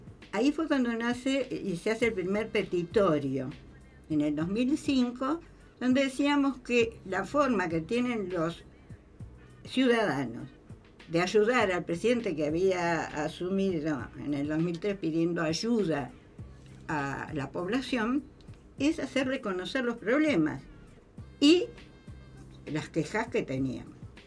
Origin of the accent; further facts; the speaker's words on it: La Plata, Buenos Aires Province, Argentina; Soy de La Plata, o sea, mi viaje era de La Plata a Bernal, intermedia entre La Plata y Constitución.